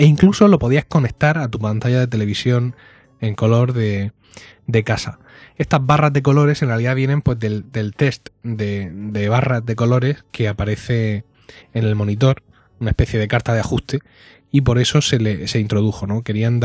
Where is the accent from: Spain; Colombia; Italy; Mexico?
Spain; Madrid, Community of Madrid; soy madrileño, treintañero y arquitecto.